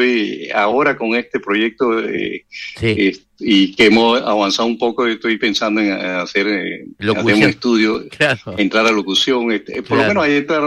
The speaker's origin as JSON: {"language": "Spanish", "country": "Panama", "said": "Y yo soy el único panameño."}